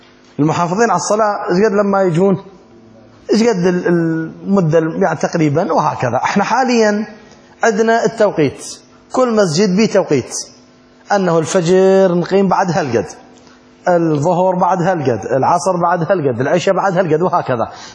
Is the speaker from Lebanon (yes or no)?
no; Iraq; أما عندنا بالعراق احنا نسوي الصلاة والسلام عليك